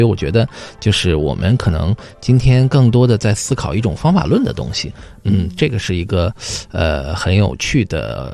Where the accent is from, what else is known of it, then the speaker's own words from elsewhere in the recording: Xinjiang, China; moved away as an adult; 比如说我很小的时候在新疆